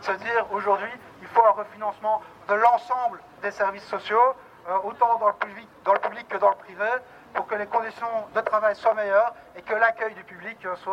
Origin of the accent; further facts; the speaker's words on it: Liège, Wallonia, Belgium; donc moi je viens de Liège, je travaille en CPS.